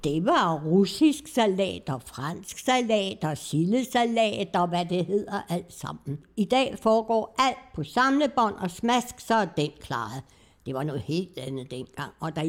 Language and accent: Danish; Copenhagen, Capital Region of Denmark, Denmark; born there; Ja, jeg er født på Islands Brygge, i noget, der hedder Grundlyksgade nummer 7